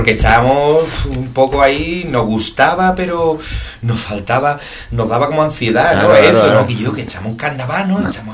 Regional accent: Ubrique, Andalusia, Spain; Yo doy gracias a Ubrique de mi arma, que lo amo y los quiero más que nada, y soy profeta en mi pueblo. Gracias a Dios, y yo creo que los ubriqueños somos profetas de nuestro pueblo casi todos, ¿no?

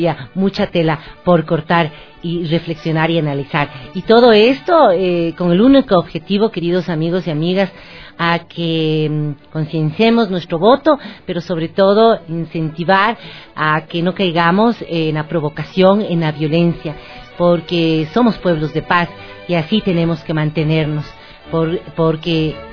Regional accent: Ecuador; y que nos ha permitido dignificarnos como ecuatorianos

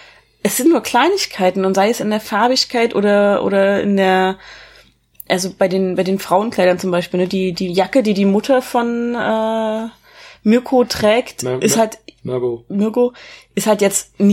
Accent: Erfurt, Thuringia, Germany; Ich komme zwar nicht aus Berlin, sondern aus Erfurt

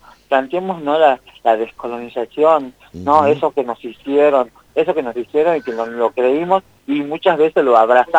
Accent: Amaicha del Valle, Tucumán, Argentina; born there; Yo nací en Amaicha del Valle, en Tucumán.

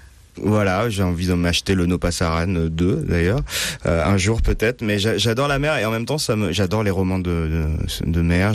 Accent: Nice, Provence-Alpes-Côte d'Azur, France; born there; j'ai toujours été pas très loin de la mer parce que je suis né à Nice, parce que mes parents m'ont toujours amené jusqu'il y a peu en Bretagne, d'abord sur une presqu'île puis ensuite sur une île.

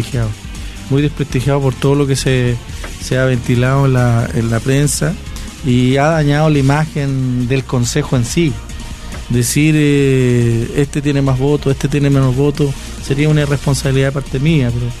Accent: Río Claro, Venezuela; yo soy de Río Claro.

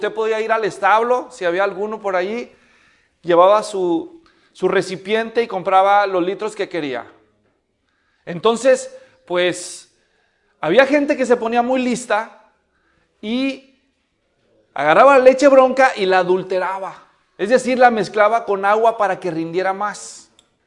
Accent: Guadalajara, Jalisco, Mexico; allá donde yo nací, en la ciudad de Guadalajara, donde somos mi esposa y yo

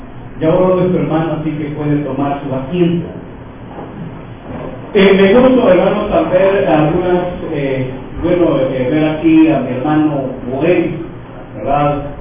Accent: El Salvador; now in Guatemala; soy salvadoreño, he venido en las mismas condiciones aquí a Guatemala. Y hermanos, cuando este hombre me hace otra pregunta, dice: ¿tú eres pastor? Y le digo: sí, Miguel, soy pastor ahí en El Salvador

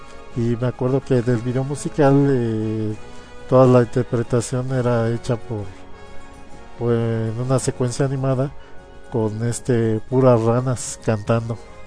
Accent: Mexico; que es la que la mayoría vimos y con la que crecimos, en ese entonces en México

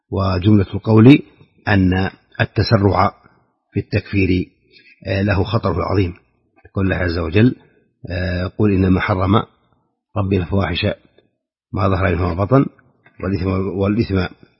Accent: Saudi Arabia; في بلادنا المملكة العربية السعودية

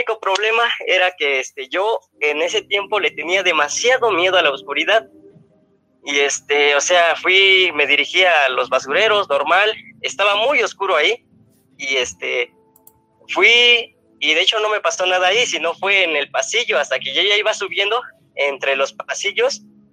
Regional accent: Ecatepec, State of Mexico, Mexico; soy de Catepec

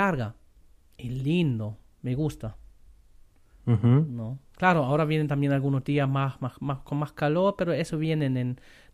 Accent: Northern Germany, Germany; Spanish is a second language; moved away; Estoy impresionante porque en Alemania, es esa época, en donde yo soy, del norte de Alemania, es esa época de flores muy corto

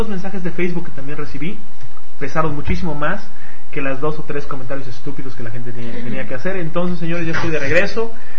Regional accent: Mexico City, Mexico; now in Mérida, Mexico; Puede ser que esté aquí, todavía en la antesala del infierno, mejor conocida como Mérida, Yucatán. O puede ser que ya esté de regreso en mi tierra natal, que es México DF.

